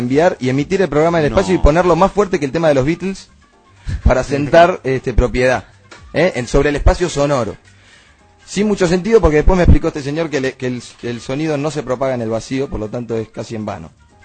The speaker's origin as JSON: {"language": "Spanish", "country": "Argentina", "said": "yo siendo argentino desconfío"}